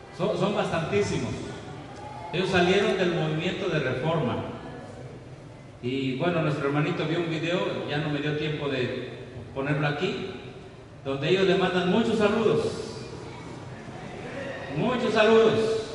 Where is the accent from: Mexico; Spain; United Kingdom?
Mexico; Nosotros, como mexicanos, tenemos un privilegio que no tienen otros países.